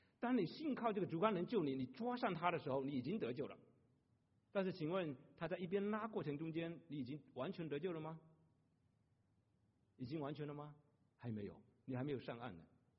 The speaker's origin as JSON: {"language": "Chinese", "country": "China", "said": "便宜没好货，我们中国人很精明的"}